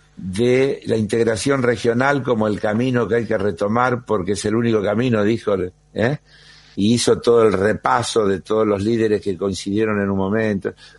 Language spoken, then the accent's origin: Spanish; Argentina; no puede ser que los argentinos paguemos la carne como en China o en París.